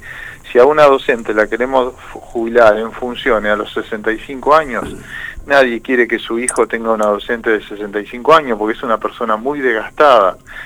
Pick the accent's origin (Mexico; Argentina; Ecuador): Argentina; Santa Fe; atenta contra los derechos de todos nosotros como santafesinos